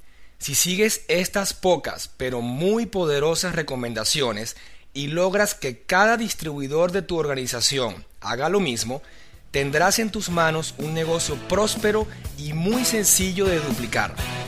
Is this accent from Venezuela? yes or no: yes; Venezuela; soy venezolano, tengo 36 años